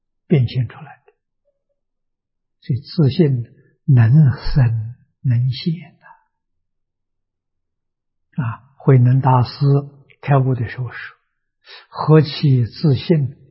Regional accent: China; 我们中国人也常讲悟性。

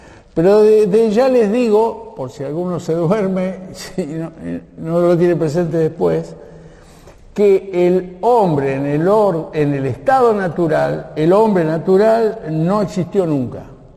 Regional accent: Argentina; somos argentinos y somos católicos.

